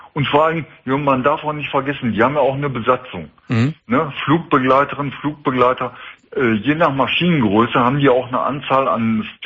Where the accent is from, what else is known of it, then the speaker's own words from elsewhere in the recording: Essen, North Rhine-Westphalia, Germany; ich komme aus der Stadt Essen.